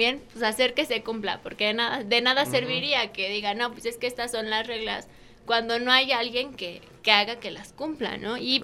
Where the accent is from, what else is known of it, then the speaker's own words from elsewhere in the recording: Huamantla, Tlaxcala, Mexico; pero pues somos los mismos de Huamantla los que dejamos que haya esos cambios